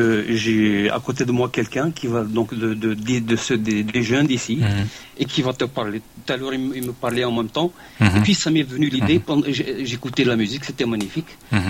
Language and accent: French; Algeria; moi je viens d'Algérie, donc j'ai vu un peu la vision des jeunes de là-bas